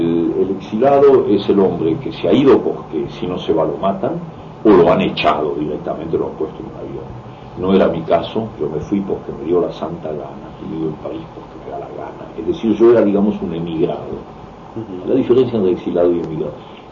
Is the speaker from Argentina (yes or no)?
yes; Argentina; now in France; Yo soy argentino y al mismo tiempo me siento muy francés en muchos planos, en el plano de la cultura tengo muchas raíces, muchos contactos con Francia.